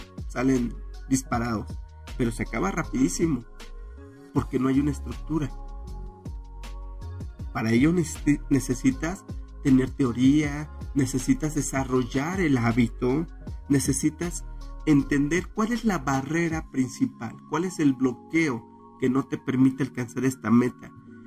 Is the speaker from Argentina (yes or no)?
no; Mexico; como buenos mexicanos que somos